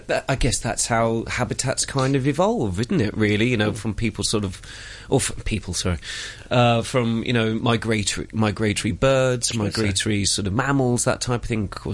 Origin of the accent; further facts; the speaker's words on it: South West England, United Kingdom; accent: Cornish; I sounded quite Cornish then, didn't I? Hello, belong here. My accent's coming out.